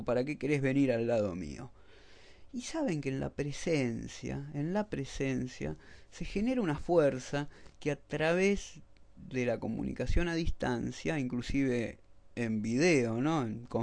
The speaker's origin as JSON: {"language": "Spanish", "country": "Argentina", "said": "Yo soy argentino"}